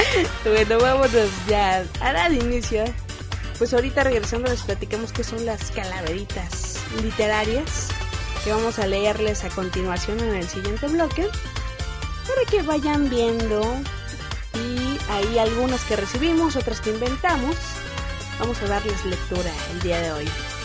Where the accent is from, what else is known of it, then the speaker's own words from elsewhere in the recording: Mexico; Pero una vez me dijeron que era colombiana o española también. Pero qué bárbaros, qué gacho, ¿no? Soy mexicana.